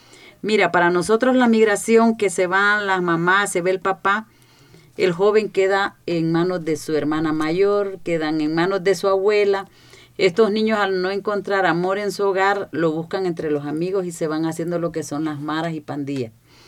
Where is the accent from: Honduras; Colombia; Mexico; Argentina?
Honduras; yo vengo de Honduras